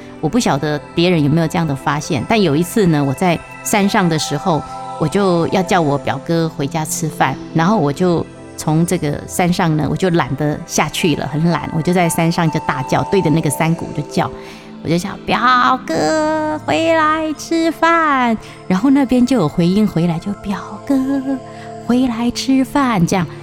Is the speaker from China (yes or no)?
no; Taiwan; 它的芽菜跟我们台湾人的芽菜不太一样